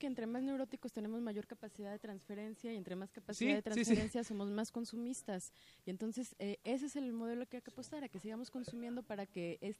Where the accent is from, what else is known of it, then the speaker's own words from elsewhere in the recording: Mexico; una imagen como mexicanos que nos construimos de un ideal que queremos ser